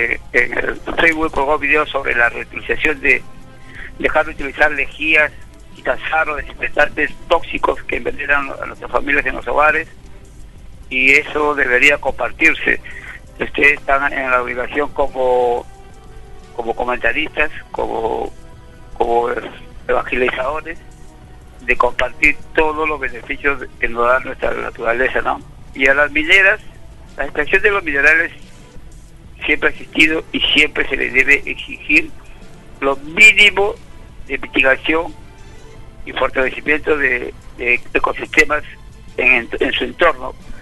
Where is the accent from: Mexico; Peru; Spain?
Peru; Lima; Y nosotros, como limeños que somos, que vivimos en las ciudades